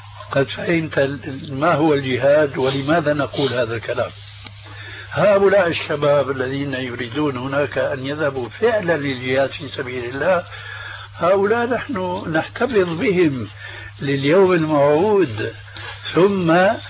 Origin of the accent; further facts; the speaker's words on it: Syria; يقولون عندنا في سوريا عين ما بتقاوم مخرج